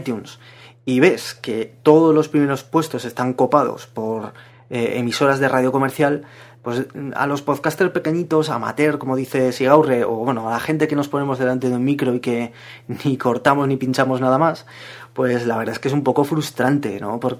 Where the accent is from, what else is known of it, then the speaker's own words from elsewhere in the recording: Zaragoza, Aragon, Spain; yo también soy de Zaragoza, pues imaginaos.